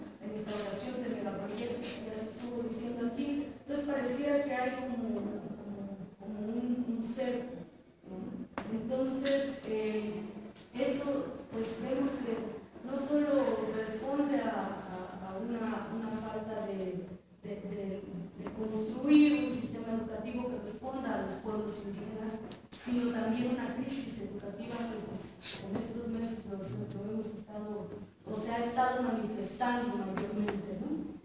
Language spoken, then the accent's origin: Spanish; San Miguel Chimalapa, Oaxaca, Mexico; de San Miguel Chimalapas